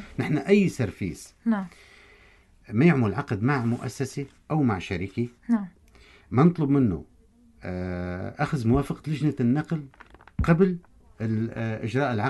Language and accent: Arabic; Barmanat al-Mashayekh, Tartus Governorate, Syria; خط برمانة المشايخ اللي هي قريتي